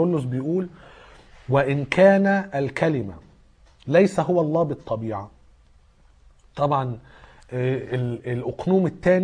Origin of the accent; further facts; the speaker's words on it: Egypt; عندنا في مصر